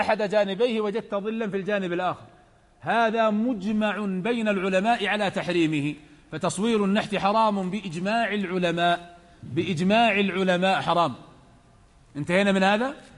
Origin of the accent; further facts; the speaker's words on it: Najd, Saudi Arabia; وهناك كلمة تقال عندنا في نجد بلعون، ما أدري عندكم هذه ولا لا